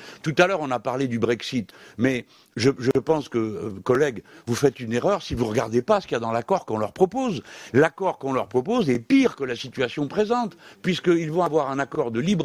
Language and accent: French; France; mais moi, en tant que Français, je suis pas d'accord